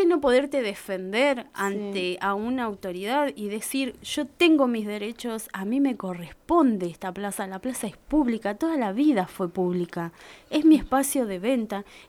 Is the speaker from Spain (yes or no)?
no; Uriburu, La Pampa, Argentina; now in Santa Rosa, Argentina; Soy de Uriburu, nacida, criada toda mi vida allá y de repente abrí horizontes acá en Santa Rosa, más allá de viajar y estar unos meses en otros lados. Siempre fue mi lugar Santa Rosa.